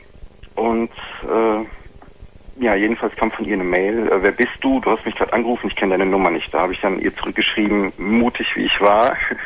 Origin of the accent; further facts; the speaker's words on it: Rhineland-Palatinate, Germany; ich komme aus dem Westerwald.